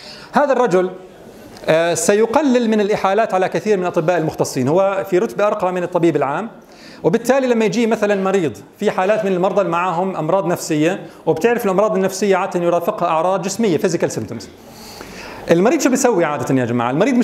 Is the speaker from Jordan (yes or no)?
yes; Jordan; الان الواقع في الاردن، ما الوضع عندنا في الاردن؟